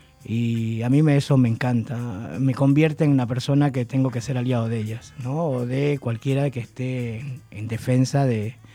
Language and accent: Spanish; Ecuador; moved away as an adult; now in Argentina; Yo soy de Ecuador, desde el 96 cumplí 20 años, ahora el 12 de febrero, de vivir en Argentina. Y siempre, yo tengo 52 años, voy a cumplir 53. Y en los años 80, que nos tocó exiliarnos de Ecuador a muchos